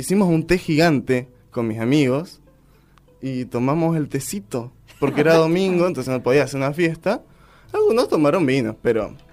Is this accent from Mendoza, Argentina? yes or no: yes; Guaymallén, Mendoza, Argentina; Soy de Guaymallén.